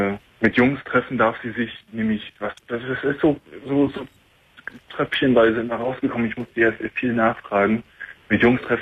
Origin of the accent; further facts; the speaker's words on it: Germany; born there; ich bin gebürtiger Deutscher, deutsche Eltern, alles groß und blond.